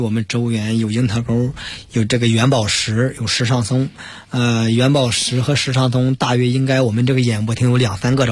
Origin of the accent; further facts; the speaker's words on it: Beijing, China; 因为我们北京人都知道